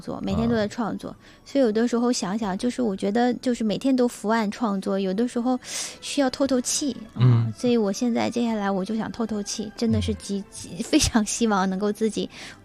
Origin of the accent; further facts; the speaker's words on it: Changchun, Jilin, China; 我是长春人